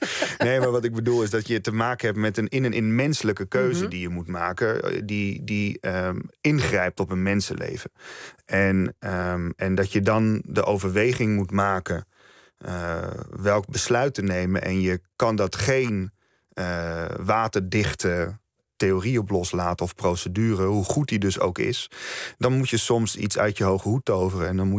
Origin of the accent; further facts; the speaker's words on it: Netherlands; Maar het is überhaupt gek dat ik als Nederlander die kennis niet heb.